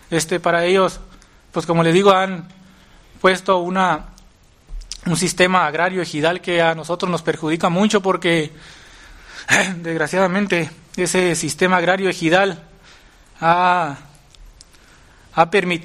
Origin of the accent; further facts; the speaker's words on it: San José de la Zorra, Baja California, Mexico; pues vengo desde San José de la Zorra a explicarles lo que es el problema de mi comunidad.